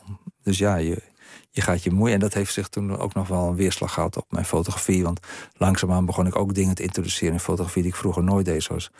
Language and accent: Dutch; Strijen, South Holland, Netherlands; born there; En die breng ik allemaal naar het dorp terug waar ik geboren ben in Strijen.